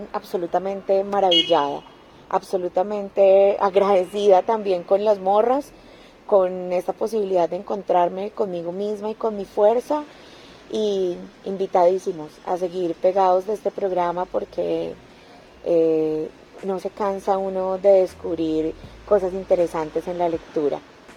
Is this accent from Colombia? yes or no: yes; Medellín, Antioquia, Colombia; also born or lived in Equatorial Guinea; soy de Medellín, Colombia